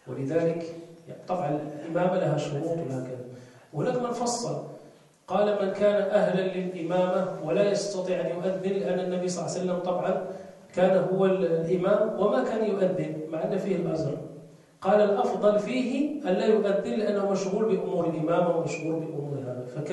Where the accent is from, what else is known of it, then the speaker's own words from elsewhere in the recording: Morocco; والحمد لله احنا عندنا في المغرب هذا، عندنا هذا الترجيع